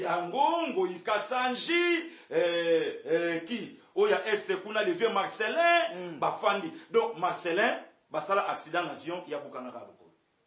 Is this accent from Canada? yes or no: no; Équateur, DR Congo; Je suis de l'Équateur. Tribi Mongo.